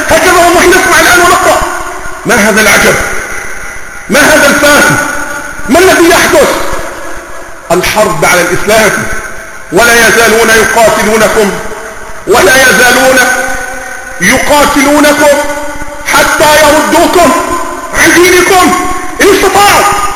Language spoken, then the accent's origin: Arabic; Egypt; ولا أقول لك لأنك مصري وإني مصري الحق